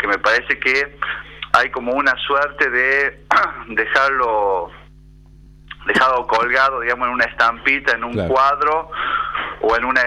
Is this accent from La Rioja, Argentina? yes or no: yes; La Rioja, Argentina; nosotros como estudiantes riojanos en ese momento de la secundaria participábamos